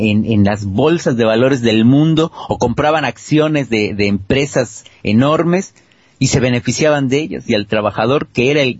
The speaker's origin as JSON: {"language": "Spanish", "country": "Mexico", "moved": "yes", "lives_now": "Argentina", "said": "Yo que soy un hijo de la crisis y que vengo de México, de un país en crisis, llegué a otro en crisis"}